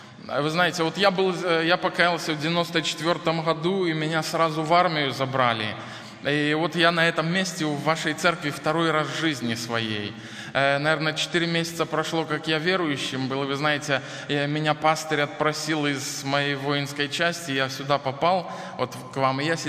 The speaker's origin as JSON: {"language": "Russian", "country": "Belarus", "said": "Хотя вы знаете, мы белорусы, мы иногда занижаем свою самооценку."}